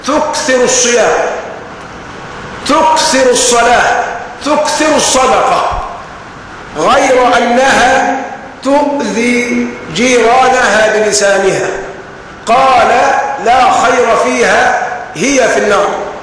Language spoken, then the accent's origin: Arabic; Egypt; ومعلوم أننا كمصريين بيننا التحام، بيننا ارتباط